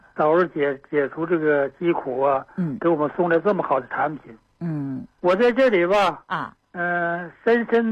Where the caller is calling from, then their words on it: Qiqihar, Heilongjiang, China; 我是齐齐哈尔的。